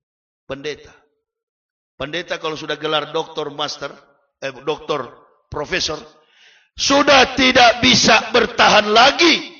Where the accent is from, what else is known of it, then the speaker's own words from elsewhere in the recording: Manado, North Sulawesi, Indonesia; Saya bukan orang bule. Saya orang Manado. Saya orang Indonesia. Dilahirkan dari keluarga militer. Ayah saya pensiunan Letnan Kolonel … Ibu saya kepala sekolah. Keluarga saya di Manado tadinya Kristen, sekarang sudah Muslim, Pak.